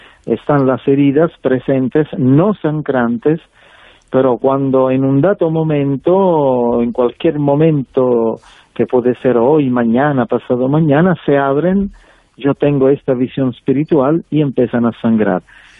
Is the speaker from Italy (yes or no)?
yes; Sicily, Italy; Spanish is a second language; Y en mi tierra, siendo que yo nací en Sicilia